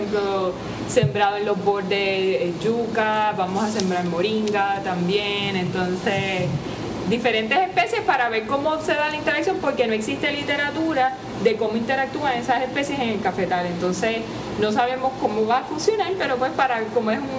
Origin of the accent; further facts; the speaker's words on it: Utuado, Puerto Rico; yo soy de Utuado originalmente y crecí en este recinto